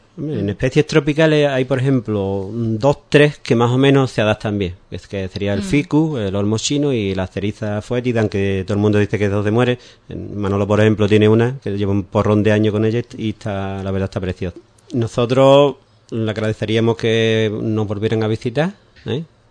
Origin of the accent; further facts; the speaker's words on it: Ubrique, Andalusia, Spain; somos gente de Ubrique y, como hemos dicho antes, de toda, prácticamente toda la provincia